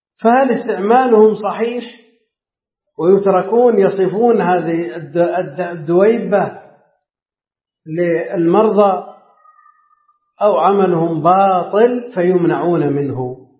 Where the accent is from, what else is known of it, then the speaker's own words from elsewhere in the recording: Najd, Saudi Arabia; هي معروفة عندنا في نجد باسم السقنقور